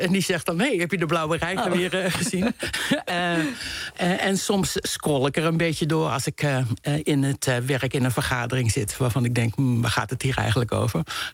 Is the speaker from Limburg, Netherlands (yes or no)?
no; De Meern, Utrecht, Netherlands; born there; ik ben geboren in De Meren. Dat zegt misschien niet heel veel mensen wat, maar dit was een klein dorp bij Utrecht. Maar we woonden ook nog buiten het dorp, midden in de polder.